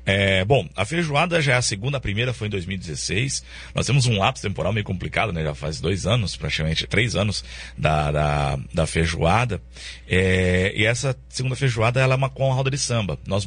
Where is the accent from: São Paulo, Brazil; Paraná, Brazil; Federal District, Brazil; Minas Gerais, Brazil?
Paraná, Brazil; Sim, Foz tem, eu mesmo não sou de Foz, eu sou da região aqui próxima